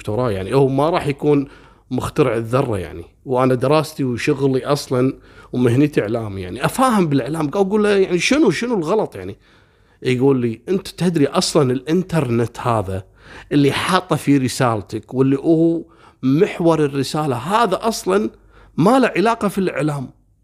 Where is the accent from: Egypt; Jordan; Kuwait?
Kuwait; وتعرفون أنا من الكويت وأروح البحرين يعني حتى الطيران ما تسوى الطيارة